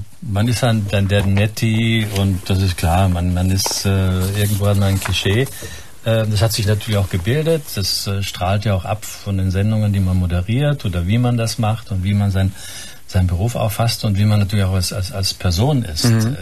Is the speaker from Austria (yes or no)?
yes; Carinthia, Austria; Ich bin ja am Wörthersee aufgewachsen